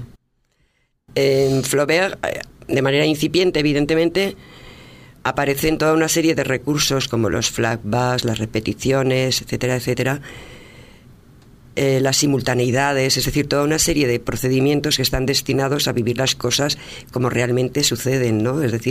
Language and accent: Spanish; Vitoria, Basque Country, Spain; also born or lived in Salamanca; Yo soy de origen castellana, nací en Salamanca, pero llevo desde mi primera infancia casi en Vitoria, en el País Vasco, donde pues me he desarrollado como persona, ¿no?